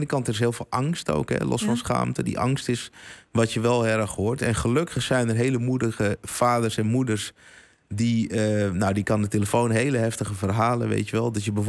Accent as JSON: {"language": "Dutch", "town": "Amsterdam", "region": "North Holland", "country": "Netherlands", "said": "We komen allemaal uit Amsterdam Zuidoost."}